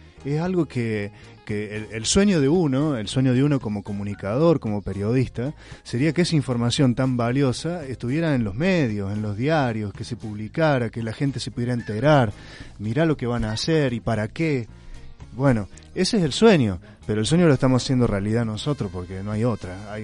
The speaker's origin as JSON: {"language": "Spanish", "region": "Córdoba", "country": "Argentina", "said": "vengo desde Córdoba, de la Asamblea Villayarino Despierta."}